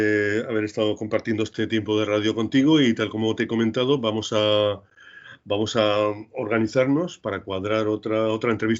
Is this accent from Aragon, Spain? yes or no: yes; Huesca, Aragon, Spain; Y sí, yo soy de aragonés, soy de Huesca y tal